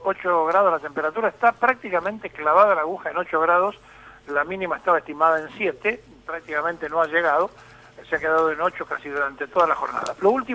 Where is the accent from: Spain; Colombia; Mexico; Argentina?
Argentina; esta diversidad de opinión que somos los argentinos con nosotros mismos